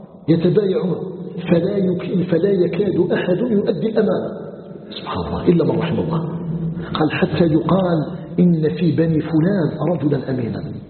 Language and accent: Arabic; Algeria; أن يجعل بلدنا الجزائر بلدا آمنا مطمئنا وسائر بلاد المسلمين